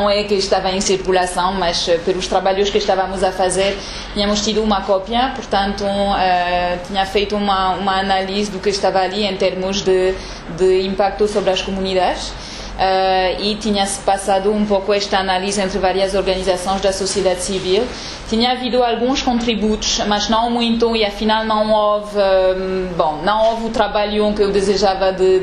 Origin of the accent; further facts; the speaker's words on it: France; Portuguese is a second language; now in Angola; para dizer bem o nome. Sou oriunda da França, trabalho em Angola desde 2005.